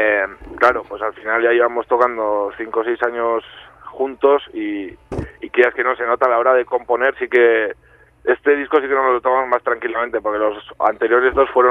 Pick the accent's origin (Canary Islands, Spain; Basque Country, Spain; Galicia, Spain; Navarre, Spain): Navarre, Spain; Pamplona; somos de Pamplona, de la capital, y de algún pueblillo de Alao alguno también